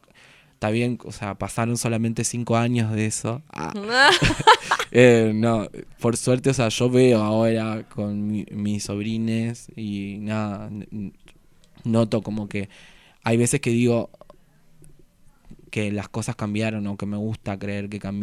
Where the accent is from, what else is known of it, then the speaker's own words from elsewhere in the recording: Ibarreta, Formosa, Argentina; Yo soy de un pueblo de Formosa que se llama Ibarreta.